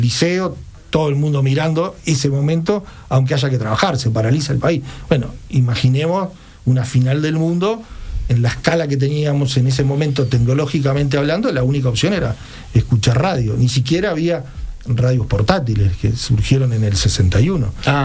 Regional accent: Uruguay; como los uruguayos somos con el fútbol

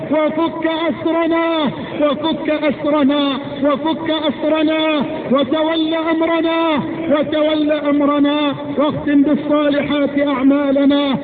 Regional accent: Egypt; اللهم اجعل بلدنا مصر واحة للأمن والأمان

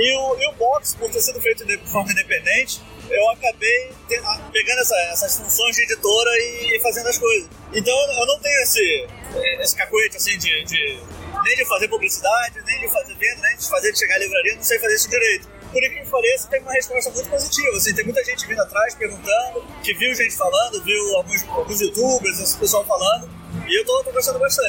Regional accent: Curitiba, Paraná, Brazil; A gente, todos somos de Curitiba

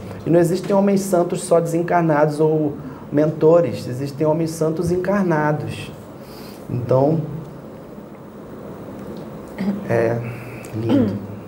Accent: Rio de Janeiro, Brazil; eu sou carioca, moreno, cabelo encaracolado, botafoguense, estudei Índia.

